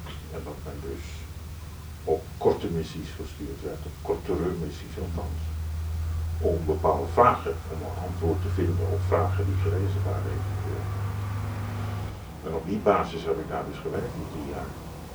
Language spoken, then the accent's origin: Dutch; Indonesia; Het grootste deel van mijn jeugd ook in Indonesië doorgebracht.